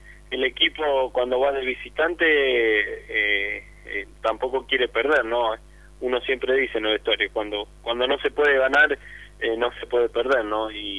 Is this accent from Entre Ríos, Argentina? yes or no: no; Avellaneda, Buenos Aires Province, Argentina; No, yo nací en Avellaneda y viví desde chiquito en Avellaneda.